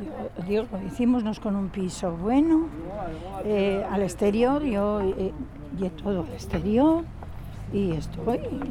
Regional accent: Mieres, Asturias, Spain; born there; now in Gijón, Spain; yo me gustaba Oviedo, yo soy de Mieres nacida, ¿eh?

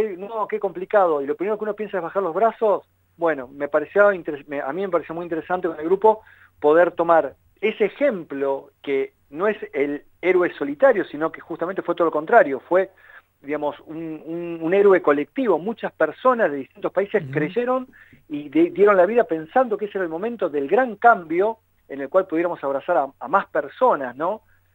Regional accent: Tierra del Fuego, Argentina; born there; now in La Plata, Argentina; Yo nací en Tierra del Fuego. Después pasé por distintas ciudades.

